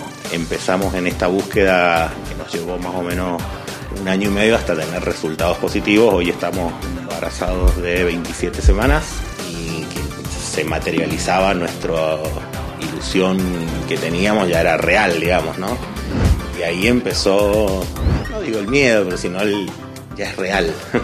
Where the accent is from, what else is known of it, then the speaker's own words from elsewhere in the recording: Mendoza, Argentina; Nosotros somos de Mendoza, entonces era todo un tema desde allá